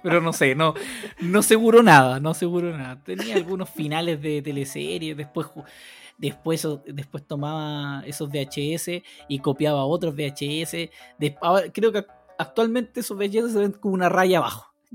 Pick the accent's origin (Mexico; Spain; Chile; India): Chile; San Rosendo, Biobío; yo vengo de San Rosendo a comprar a la ciudad